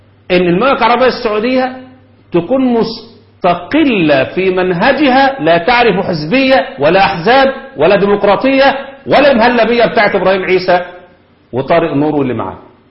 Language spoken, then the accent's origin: Arabic; Egypt; عندنا في مصر، وطبعا أنا عارف إن في الجزائر أعداد شبههم كده كتير